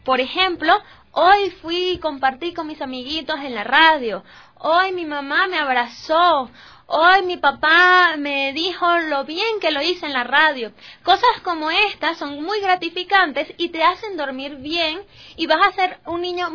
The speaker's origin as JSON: {"language": "Spanish", "town": "Caracas", "region": "Capital District", "country": "Venezuela", "said": "Muy bien, de Venezuela, la capital Caracas, soy justamente de allí."}